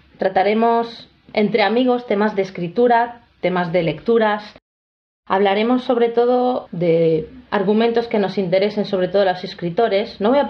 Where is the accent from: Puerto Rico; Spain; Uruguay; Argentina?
Spain; Mataró, Catalonia; now in Italy; soy de Mataró, aunque viva en un pueblo italiano al pie de las montañas